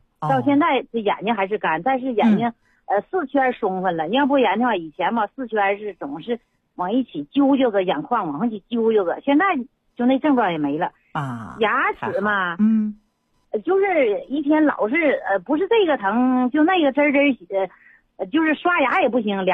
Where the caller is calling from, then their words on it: Shenyang, Liaoning, China; 我是沈阳的朋友。